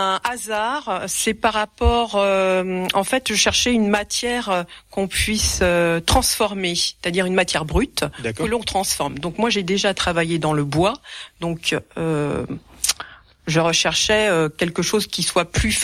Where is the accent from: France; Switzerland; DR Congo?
France; Île-de-France; moi, je viens pas des Vosges, je viens de la région parisienne